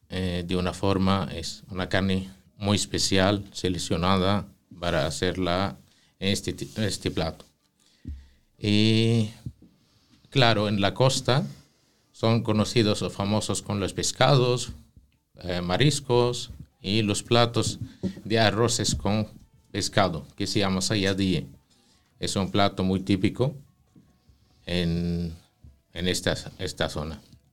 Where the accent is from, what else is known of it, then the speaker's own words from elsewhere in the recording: north, Palestine; Spanish is a second language; En el norte son conocidos o famosos, aceite de oliva y carnes. Que por ejemplo en mi ciudad de origen viene el kebbe crudo.